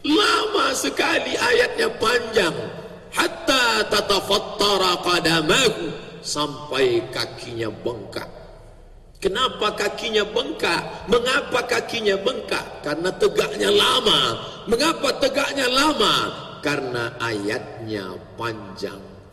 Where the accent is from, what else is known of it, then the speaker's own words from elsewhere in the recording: Pekanbaru, Riau, Indonesia; kuota kita Indonesia lumayan cukup jauh untuk kami dari Provinsi Riau, saya dari Pekanbaru